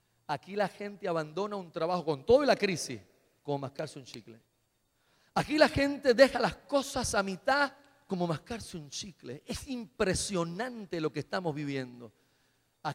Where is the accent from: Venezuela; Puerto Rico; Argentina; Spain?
Puerto Rico; Caguas; de donde yo vengo, usted a las 5 o 6 de la tarde pase un martes, un miércoles por uno de los pubs en una de nuestras avenidas de Caguas